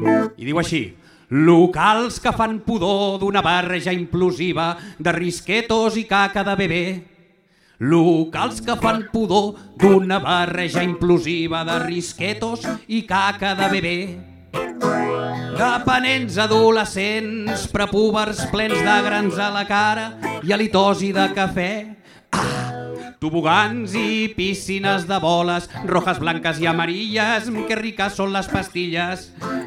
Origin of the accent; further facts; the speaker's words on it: Cerdanyola del Vallès, Catalonia, Spain; Jo sóc de Cerdanyola. Vale? Cerdanyola és aquell lloc on els de Ripollet voldrien viure i on la gent pobra de Sant Cugat acaba vivint.